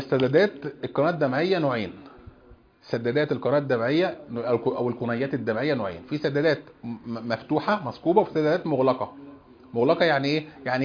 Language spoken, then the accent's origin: Arabic; Egypt; عندنا في مصر وفي كثير من البلاد